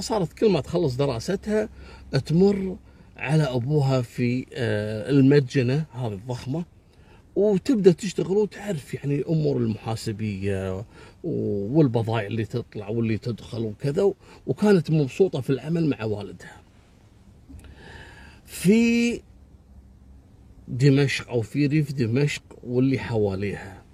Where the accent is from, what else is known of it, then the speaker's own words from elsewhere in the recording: Kuwait; حتى أنه أصبح ماركة معروفة جدا عندنا في الكويت. اسأل أي شخص في الكويت راح يقول لك فلان معروف